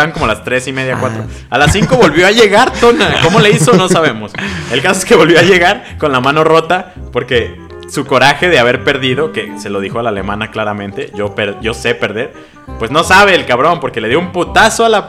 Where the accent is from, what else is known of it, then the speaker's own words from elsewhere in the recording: Mexico; Somos mexicanos, nos tienen miedo, güey.